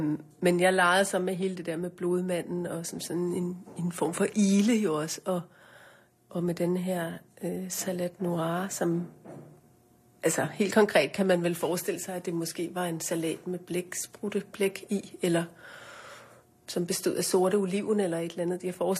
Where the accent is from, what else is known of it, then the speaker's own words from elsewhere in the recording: North Greenland, Greenland; jeg voksede op i Nordgrønland i en lille by, og hvor min far var lærer, og min mor underviste i vævning.